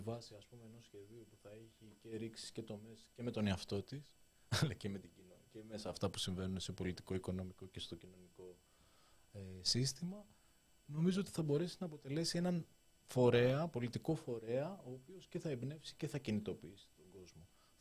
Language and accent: Greek; Nea Smyrni, Attica, Greece; Νέα Σμύρνη.